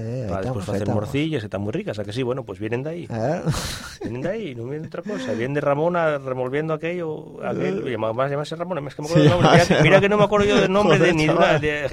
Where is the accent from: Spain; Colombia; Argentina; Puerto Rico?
Spain; Pola de Lena, Asturias; ya sabéis que yo soy de Polalena y hablo así unas